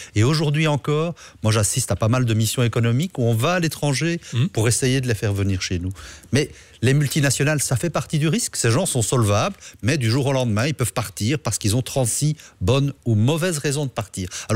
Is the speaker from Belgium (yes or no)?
yes; Charleroi, Wallonia, Belgium; moi, je suis originaire de la région de Charleroi